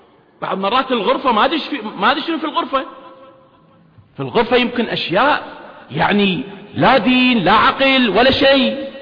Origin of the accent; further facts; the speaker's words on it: Kuwait; طبعا بلدنا الكويت لها الحصة الكبرى أو كبيرة